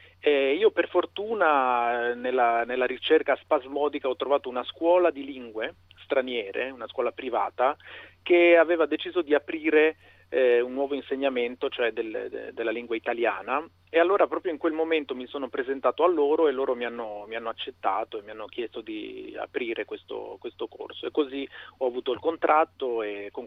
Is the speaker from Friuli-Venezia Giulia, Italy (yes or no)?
yes; Udine, Friuli-Venezia Giulia, Italy; moved away; io sono udinese, sono nato e cresciuto a Udine, anche se poi metà della mia famiglia viene dal sud, sono insomma un sangue misto.